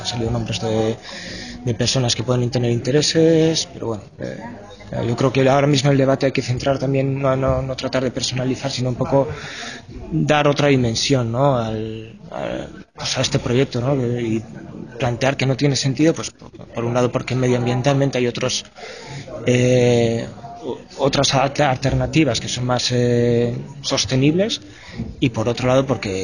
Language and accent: Spanish; Usurbil, Basque Country, Spain; Pues mira, yo soy de Usurbil, un pueblo que queda a un kilómetro escaso de donde es la incineradora. Soy de ahí, tengo 42 años, siempre he vivido aquí